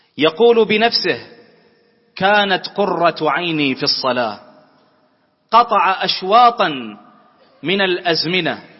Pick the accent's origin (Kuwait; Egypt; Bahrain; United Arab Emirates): Bahrain; اللهم احفظ بلدنا البحرين